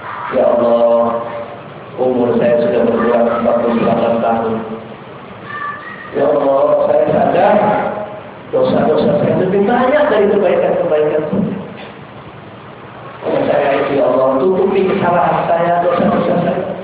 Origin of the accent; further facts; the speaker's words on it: Surabaya, East Java, Indonesia; dulu di kampung saya di Surabaya